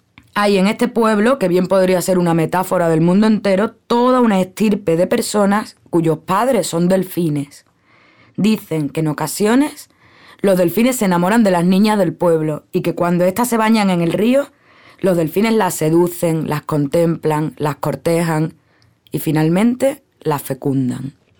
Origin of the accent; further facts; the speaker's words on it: Cádiz, Andalusia, Spain; now in Cuba; Soy andaluza, de Cádiz, Cádiz. Vivo en Cuba, bueno, en realidad vivo en una escuela internacional en Cuba donde vive gente de todo el mundo.